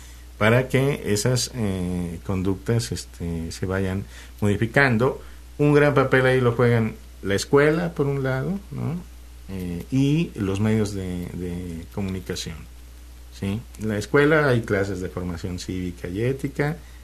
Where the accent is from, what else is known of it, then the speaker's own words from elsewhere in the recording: Mexico; Ya somos, por ejemplo, así somos los mexicanos